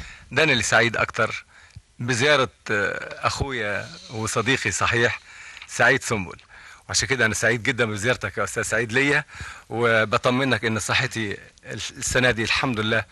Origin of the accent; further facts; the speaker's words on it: Egypt; أنا لا يمكن أتخلى عن بلدي مصر ولا يمكن أي بلد في الدنيا أحبها زي ما بحب مصر، لكن أنا رجل عربي وأحب العروبة